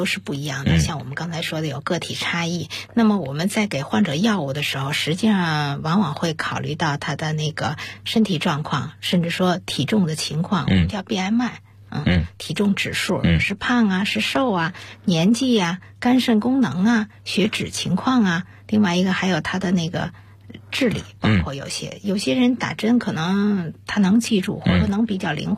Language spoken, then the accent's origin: Chinese; China; 我们中国人